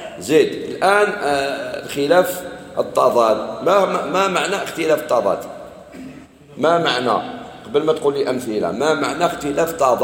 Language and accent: Arabic; Algeria; احنا احنا جزائريين